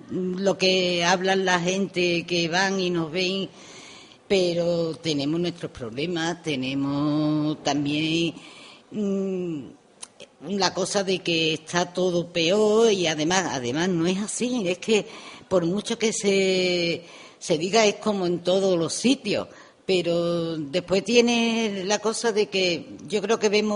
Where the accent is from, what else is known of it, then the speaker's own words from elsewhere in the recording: Osuna, Andalusia, Spain; soy de Andalucía. Soy de Sevilla, bueno, de un pueblo de Sevilla, soy de Osuna. Estoy aquí de vacaciones porque tengo mi hijo aquí.